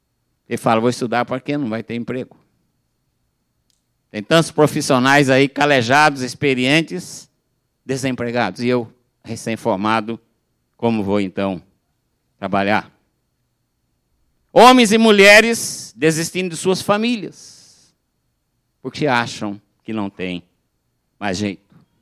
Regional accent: São Paulo, Brazil; Eu sou do interior de São Paulo, tá? Da região que fala Porta.

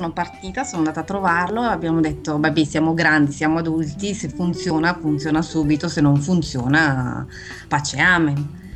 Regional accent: Bergamo, Lombardy, Italy; also born or lived in Lausanne; Vengo da Bergamo.

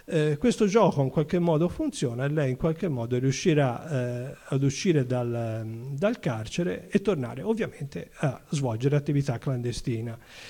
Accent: Florence, Tuscany, Italy; now in Livorno, Italy; io sono un fiorentino trasferito a Livorno

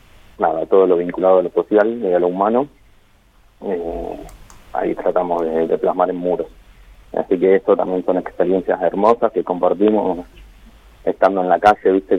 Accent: Buenos Aires, Argentina; now in Santa Rosa, Argentina; yo soy de Buenos Aires, estoy viviendo en Santa Rosa hace unos meses solamente.

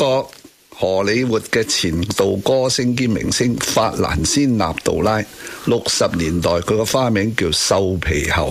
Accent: Hong Kong; 我哋香港人喺咁嘅文化嘅 upbringing

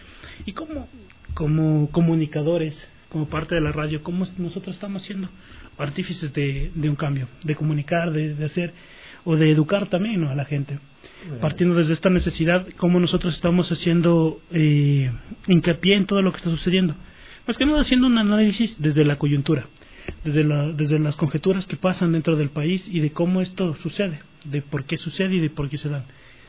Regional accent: Ecuador; cómo nosotros evaluamos como ecuatorianos la realidad mundial

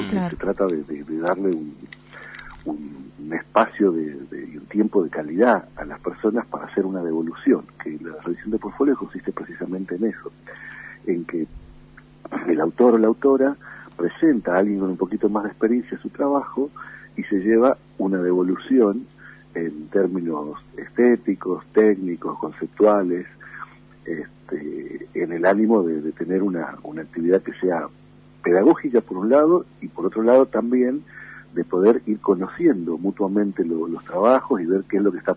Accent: Misiones, Argentina; also born or lived in Jujuy; now in Tucumán, Argentina; Yo nací en Jujuy, aunque no viví nunca en Jujuy. Yo viví en la provincia de Misiones y vivo desde el año 73 en Tucumán, o sea, hace mucho.

